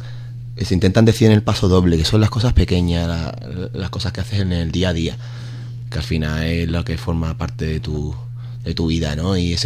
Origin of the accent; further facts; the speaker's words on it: Ubrique, Andalusia, Spain; now in Bristol, United Kingdom; En Bristol somos 7 tíos de Ubrique.